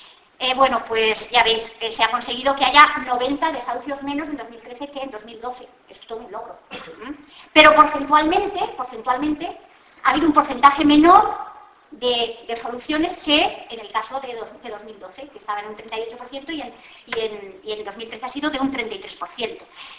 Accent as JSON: {"language": "Spanish", "country": "Spain", "said": "yo creo que los españoles tampoco nos merecemos. Porque somos la vergüenza de Europa."}